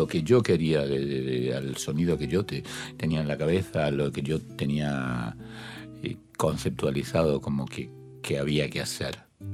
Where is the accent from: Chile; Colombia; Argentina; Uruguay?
Argentina; Rosario, Santa Fe; born there; Nací en Refinería.